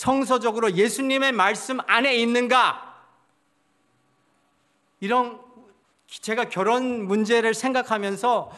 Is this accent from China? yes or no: no; Toronto, Ontario, Canada; moved away; 캘리포니아에 돌아가지 않고 제 고향은 토론토거든요. 토론토로 가지 말고 한국에 나와라는